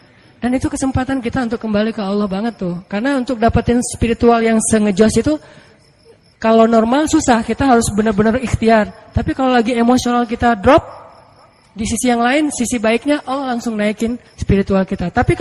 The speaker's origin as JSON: {"language": "Indonesian", "region": "Aceh", "country": "Indonesia", "said": "kan saya dari Aceh."}